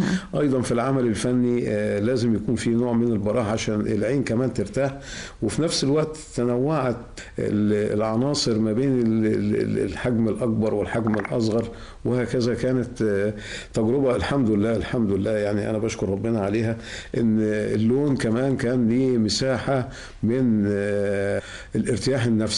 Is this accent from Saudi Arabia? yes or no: no; Egypt; moved away; حنين للوطن، حنين للرجوع بقى للمشاركات داخل بلدنا الحبيبة، داخل بلدنا مصر.